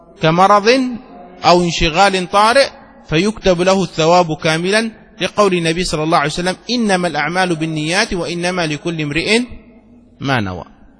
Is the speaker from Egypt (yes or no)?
yes; Egypt; نحن مدينتي وأيضا غالب مصر المصريون هكذا ينطقونها جيم، نقول جمل